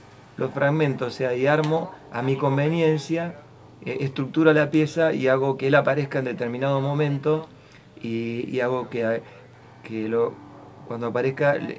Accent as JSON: {"language": "Spanish", "town": "Venado Tuerto", "region": "Santa Fe", "country": "Argentina", "tie": "born there", "said": "nací en Venado Tuerto, tengo 54 años"}